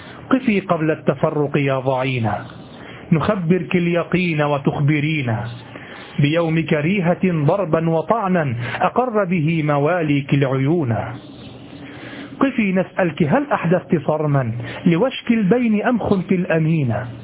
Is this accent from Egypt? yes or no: yes; Egypt; كما تقول عندنا في مصر القاهرة